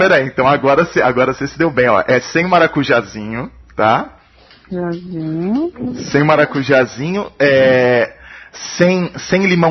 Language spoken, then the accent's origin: Portuguese; São Paulo, Brazil; porque eu sou de São Paulo